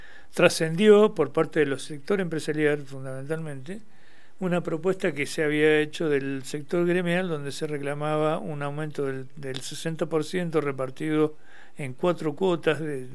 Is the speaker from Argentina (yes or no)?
yes; Mendoza, Argentina; acá nosotros, como provincia mendocina dedicada a la vitivinicultura